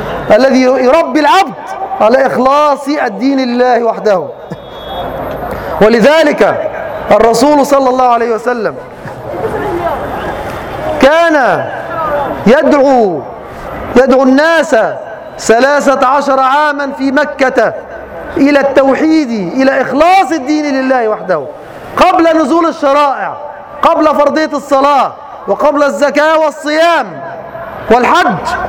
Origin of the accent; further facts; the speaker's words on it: Egypt; في هذه البلاد، في بلادنا مصر